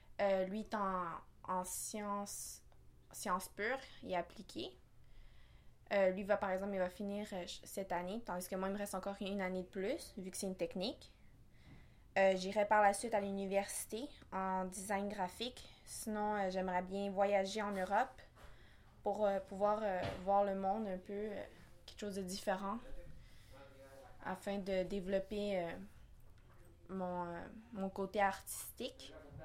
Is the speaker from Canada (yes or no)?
yes; Montreal, Quebec, Canada; Je suis née ici à Montréal, plus précisément à La Salle. Je viens d'une famille chilienne, donc je suis capable de parler le français et l'espagnol. Je suis allée à l'école de mon quartier, c'est-à-dire que francophone